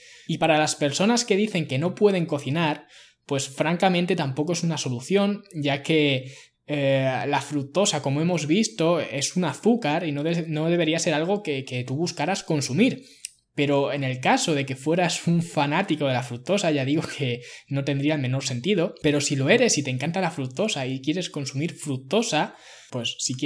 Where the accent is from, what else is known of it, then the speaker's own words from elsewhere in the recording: Ciudad Real, Castilla-La Mancha, Spain; Yo no soy de una gran ciudad, soy de Ciudad Real, que tiene menos de 100.000 habitantes.